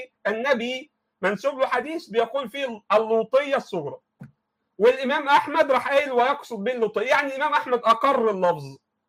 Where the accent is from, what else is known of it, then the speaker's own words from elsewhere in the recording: Egypt; I'm from Egypt.